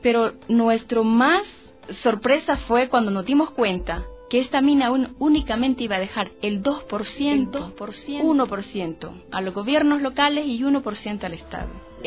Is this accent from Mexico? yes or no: no; El Salvador; Soy salvadoreña, vivo en el departamento de Cabañas, justo en la frontera de Honduras, nos divide nada más el río Lempa